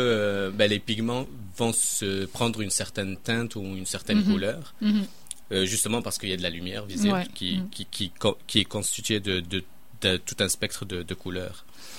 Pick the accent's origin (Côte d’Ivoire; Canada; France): Canada; et ça se passe même chez nous au Canada